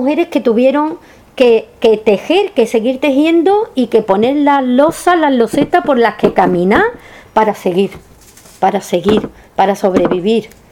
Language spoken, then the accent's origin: Spanish; Carmona, Andalusia, Spain; Yo tuve la suerte, sabéis que soy de Carmona